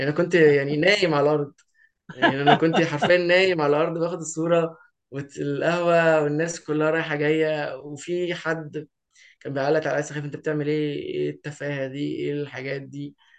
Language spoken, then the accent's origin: Arabic; Egypt; مؤخرا بدأت أكتشف إن بلدنا جميلة بشكل ما، بلدنا تحديدا اللي هي قريتنا يعني، ومصر تحديدا